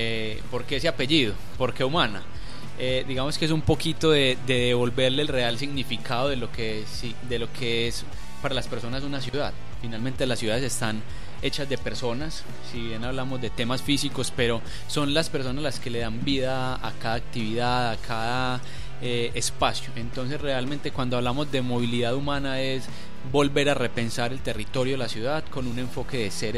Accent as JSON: {"language": "Spanish", "town": "Buga", "region": "Valle del Cauca", "country": "Colombia", "lives_now": "Medellín, Colombia", "said": "Vivo en la ciudad de Medellín precisamente, no soy oriundo de Medellín, soy del Valle, precisamente del Valle del Cauca, pero toda la vida prácticamente asentado y con un total arraigo por la ciudad y pertenencia por la misma."}